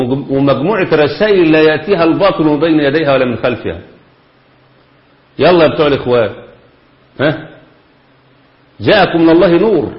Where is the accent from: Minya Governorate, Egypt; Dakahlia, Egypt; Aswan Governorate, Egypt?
Dakahlia, Egypt; Manzala; وكان عندنا في مصر في المنصوره محافظه الدقهليه مركز اسمه مركز المنزله